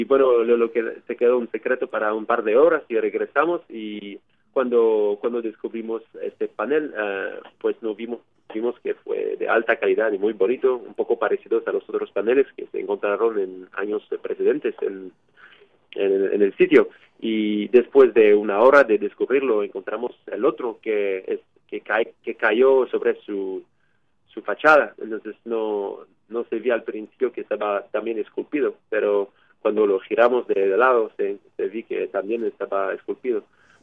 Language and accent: Spanish; Quebec, Canada; also born or lived in Ontario; yo hice mis estudios universitarios en Quebec, de donde soy, en la Universidad de Montreal, y después hice una maestría en Ontario, en Canadá.